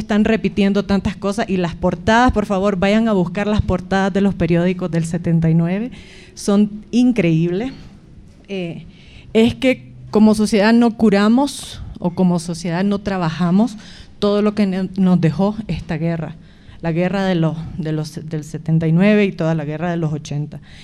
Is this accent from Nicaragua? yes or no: yes; Nicaragua; now in La Paz, Bolivia; Soy nicaragüense, viviendo en La Paz desde hace algún tiempo